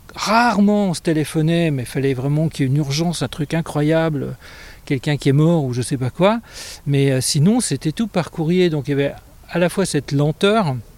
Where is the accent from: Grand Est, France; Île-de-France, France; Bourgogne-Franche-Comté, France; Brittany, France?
Bourgogne-Franche-Comté, France; Héricourt; Enfant, j'ai grandi en Haute-Saône, et dans une petite ville qui s'appelle Héricourt.